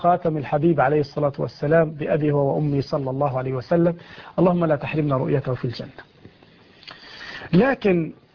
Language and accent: Arabic; Egypt; خياطين يفعلون عندنا في مصر هذا الخطان من الحرير